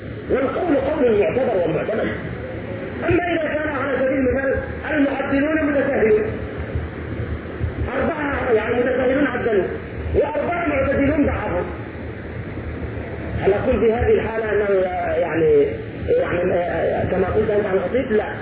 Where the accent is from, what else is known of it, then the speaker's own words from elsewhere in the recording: Egypt; يعني انه مصري وانا مصري